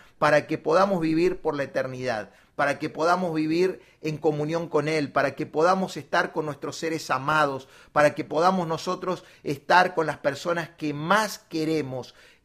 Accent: Córdoba, Argentina; Nosotros vivíamos en Argentina, yo vengo desde Argentina, desde Córdoba, Argentina

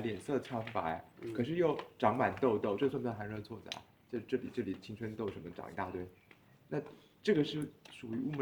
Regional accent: Taiwan; 就是我们台湾这边是

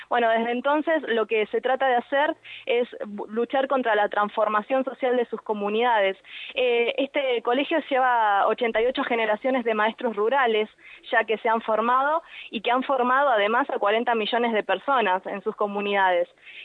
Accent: Argentina; y nosotros como argentinos también debemos empezar a tomar conciencia

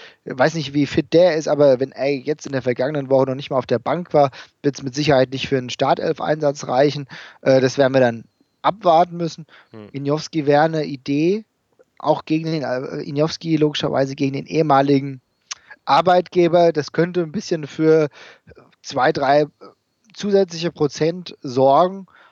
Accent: Hesse, Germany; die leider verstorbene Studentin aus Gelnhausen, …, wir kommen da ja aus der Gegend her

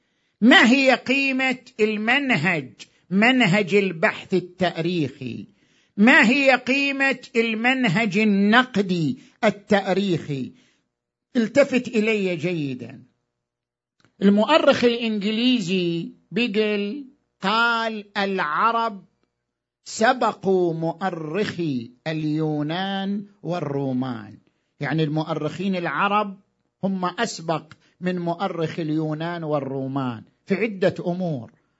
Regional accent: Iraq; إحنا كمجتمع عراقي وعندنا تاريخ

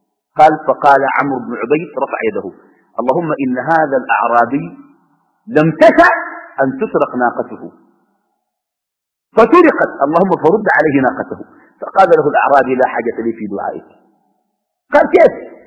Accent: Sudan; now in Qatar; أني في قطر وأنا من السودان

